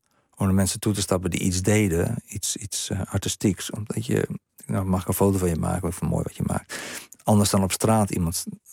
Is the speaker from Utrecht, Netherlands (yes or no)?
no; Strijen, South Holland, Netherlands; born there; En die breng ik allemaal naar het dorp terug waar ik geboren ben in Strijen.